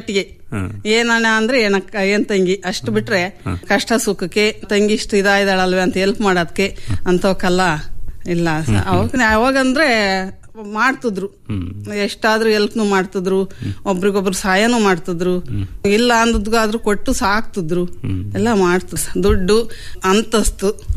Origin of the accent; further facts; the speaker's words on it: Koratikere, Karnataka, India; ತವರು ಮನೆ ಕೊರಟಿಕೆರೆ ಸರ್, ಹೊಸದುರ್ಗ ತಾಲೂಕೆ.